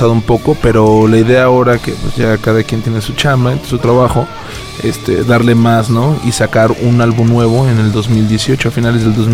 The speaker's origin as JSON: {"language": "Spanish", "town": "Irapuato", "region": "Guanajuato", "country": "Mexico", "said": "Nosotros somos de Irapuato, Guanajuato, la ciudad de las fresas."}